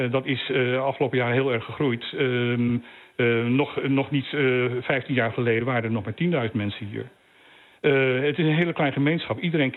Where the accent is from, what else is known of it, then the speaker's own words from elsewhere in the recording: Bonaire, Caribbean Netherlands; Wij zijn Nederlanders, maar wij zijn wel Bonaireanen. Ik voel mij Bonaireaan. Ik heb net mijn testament laten veranderen dat als ik overlijd, dat ik op Bonaire wil begraven wil worden.